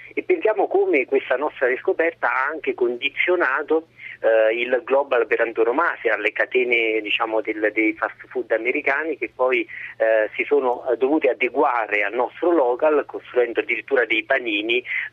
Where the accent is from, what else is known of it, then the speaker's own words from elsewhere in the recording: Sora, Lazio, Italy; vicino Cassino, a Sora, la mia città natale.